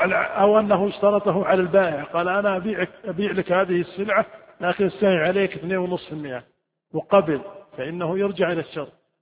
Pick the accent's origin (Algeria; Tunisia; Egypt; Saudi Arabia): Saudi Arabia; عندنا في السعودية الدار البيت، في الكويت الدار الغرفة